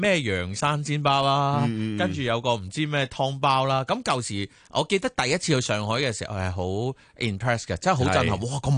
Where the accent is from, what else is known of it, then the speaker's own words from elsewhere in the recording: Hong Kong; 我哋香港人